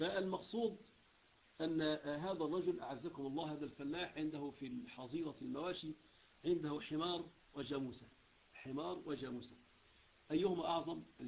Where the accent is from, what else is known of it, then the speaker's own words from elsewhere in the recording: Egypt; لأنه مشهور عندنا في مصر